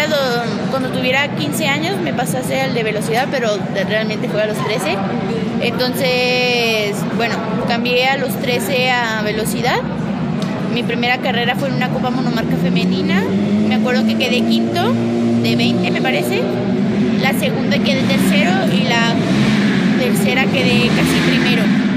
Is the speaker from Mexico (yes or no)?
yes; Chihuahua, Mexico; soy de Chihuahua, tengo 16 años, nací el 2 de marzo del 2000 y bueno, soy su piloto mexicano.